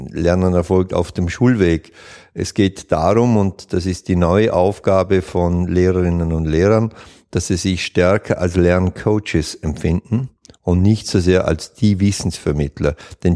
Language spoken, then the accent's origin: German; Vorarlberg, Austria; Nein, ich bin Vorarlberger